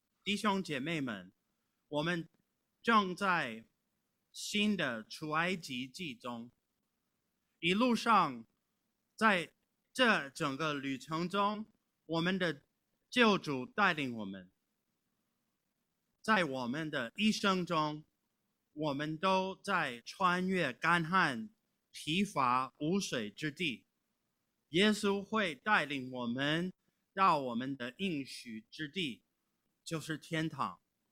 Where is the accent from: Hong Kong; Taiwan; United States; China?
United States; California; Chinese is a second language; 或者像我是来自加利福尼亚州，我们有一个4421米高的魏特尼山